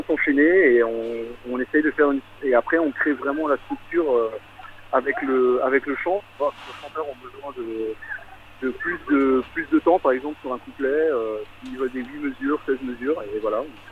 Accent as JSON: {"language": "French", "town": "Strasbourg", "region": "Grand Est", "country": "France", "said": "Moi, je suis de Strasbourg"}